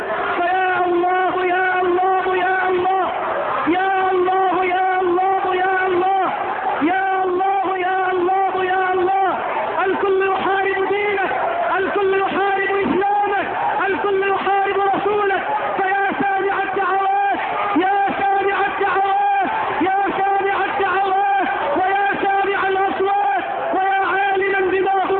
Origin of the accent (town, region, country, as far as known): Egypt